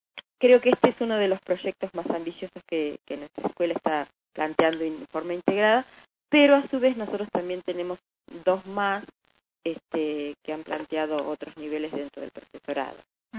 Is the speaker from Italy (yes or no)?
no; Argentina; ¿Qué significación tiene para nosotros como argentinos el celeste y blanco?